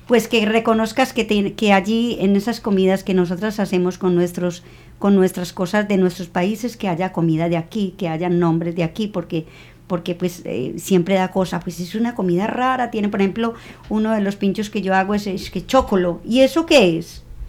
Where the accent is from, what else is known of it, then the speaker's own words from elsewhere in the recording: Colombia; Yo soy la única colombiana.